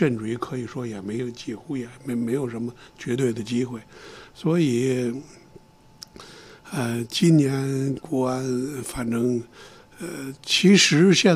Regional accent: Beijing, China; 咱是老北京啊

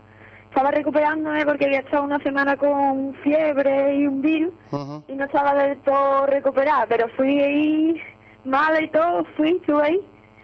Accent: Morón de la Frontera, Andalusia, Spain; Yo vengo de Morón de la Frontera, un pueblo de Sevilla.

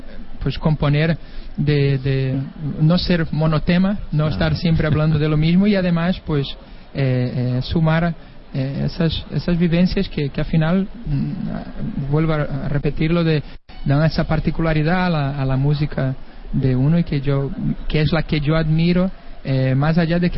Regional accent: Brazil; Spanish is a second language; moved away as an adult; now in Spain; soy brasileño, he vivido allí hasta los 19 años y de repente pues tuve esa mutación hacia la vida aquí en España, a componer también en castellano, pero mi música, mi raíz es de allá

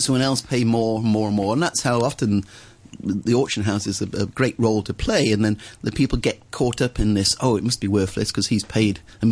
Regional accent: Wigan, North West England, United Kingdom; This is where I come from Wigan up north.

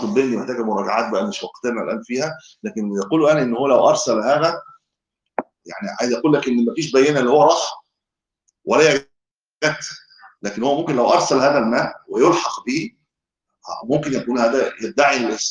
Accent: Egypt; من أهل الإسلام عندنا في مصر

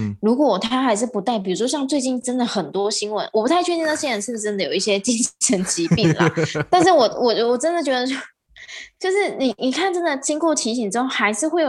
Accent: Taiwan; 我是就讲台湾啦，我不知道英国是怎么样，可是我觉得就我们台湾人也还蛮可爱的

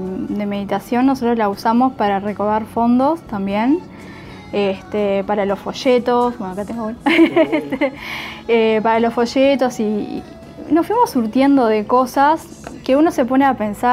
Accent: Montevideo, Uruguay; yo soy de Montevideo, en serio, yo del Prado

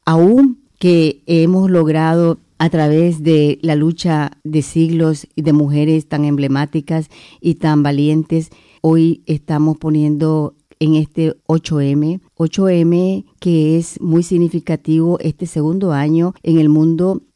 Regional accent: Nicaragua; now in Spain; Hoy, especialmente como una nicaragüense que está por estos lados

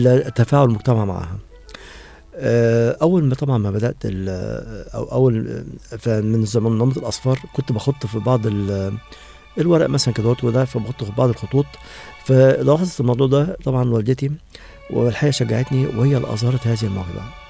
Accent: Faiyum Governorate, Egypt; born there; من مواليد محافظة الفيوم 1958. نشأت في أسرة من الطبقة المتوسطة،

